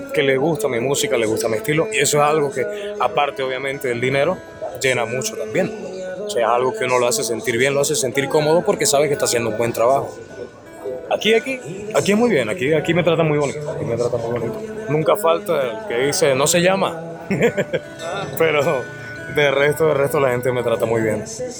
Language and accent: Spanish; Bogotá, Colombia; also born or lived in Venezuela; un apodo que ya mucha gente ya me conoce de ahí. Yo soy nacido en Venezuela, soy criado en Bogotá. Hace ya unos 3-4 años, más o menos.